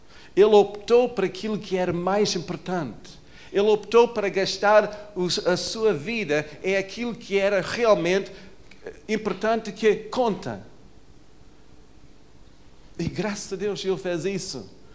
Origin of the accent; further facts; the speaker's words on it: Portugal; Muitas expectativas sobre nós, só porque somos portugueses. Porque nós vivemos aqui.